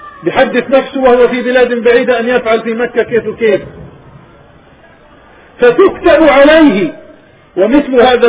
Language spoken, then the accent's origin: Arabic; Palestine; وجاء إلى بلادنا فلسطين أكثر من مرة زيارات يعلم الناس